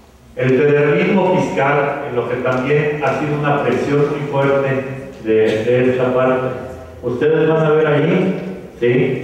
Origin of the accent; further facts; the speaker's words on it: Mexico; Nos encanta como mexicanos meternos en círculos viciosos, ¿sí?